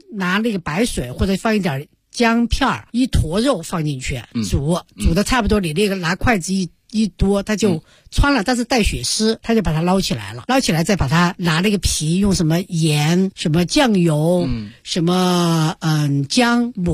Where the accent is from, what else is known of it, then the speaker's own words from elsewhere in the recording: Chengdu, Sichuan, China; now in Beijing, China; 我是从成都来到北京，刚来的时候我特别不习惯，